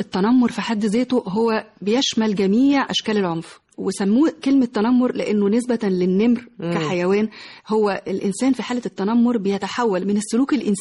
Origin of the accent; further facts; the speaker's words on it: Egypt; احنا كمصريين كشعب مصري ما بنهتمش قوي بقصة العلاج النفسي